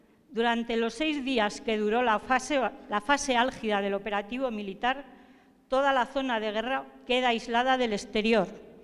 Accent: Zaragoza, Aragon, Spain; vengo de Zaragoza, de España

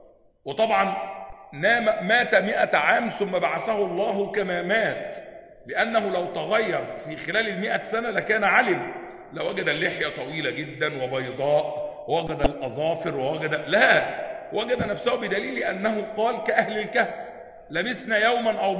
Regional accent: Upper Egypt, Egypt; وده اللي بيحدث عندنا في الصعيد وغيره

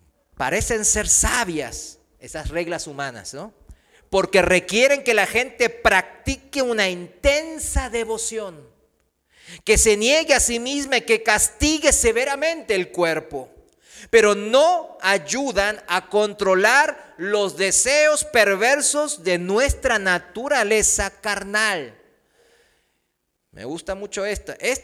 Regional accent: South Korea; Spanish is a second language; now in Mexico; Aquí en México, yo, aunque sea coreano, pues yo me siento mexicano

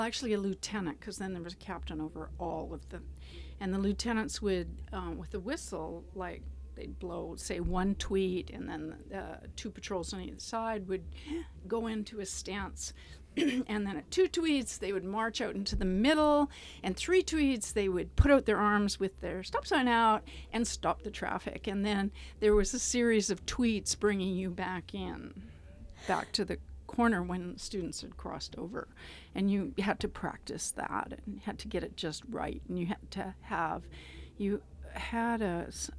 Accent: Calgary, Alberta, Canada; I grew up in Calgary, Alberta.

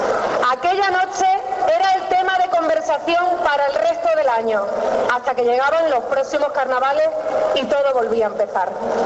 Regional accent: Valencia de Alcántara, Extremadura, Spain; en Valencia de Alcántara, mi pueblo, jamás lo hubiese creído.

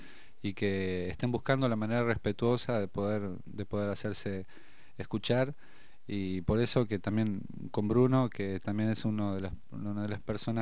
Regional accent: General Roca, Río Negro, Argentina; born there; Yo soy originario, descendiente de Mapuche, y la ciudad donde nací es General Roca.

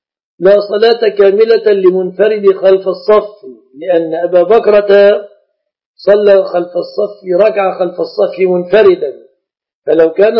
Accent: Egypt; يعني صندرة النساء كما عندنا في مصر

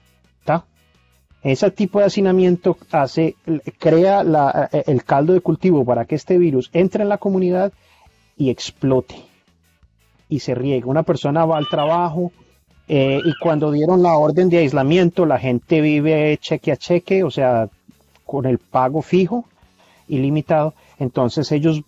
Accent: Colombia; now in United States; yo ahora tengo documentos y soy doble ciudadano, soy colombiano y estadounidense, pero viví 14 años como indocumentado.

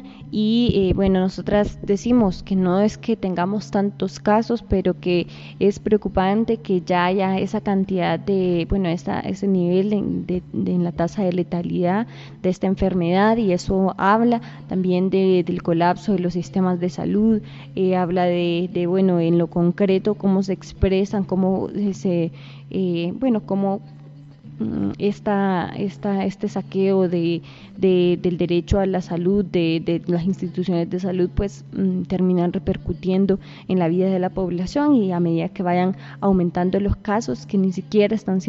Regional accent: Honduras; las situaciones que enfrentamos como pueblo hondureño, como pueblo lenca.

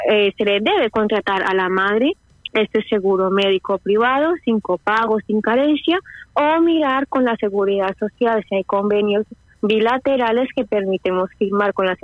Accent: Spain; pero nosotros somos españoles y podríamos aplicar a un arraigo familiar

